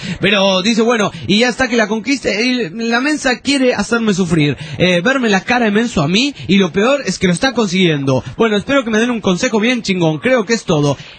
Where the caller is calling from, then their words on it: La Paz, Bolivia; ¿Qué onda? … de La Paz, capital de Bolivia.